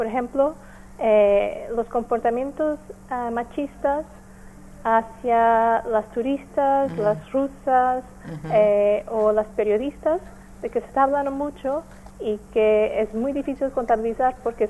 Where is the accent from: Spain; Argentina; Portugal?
Portugal; Spanish is a second language; Yo soy portuguesa.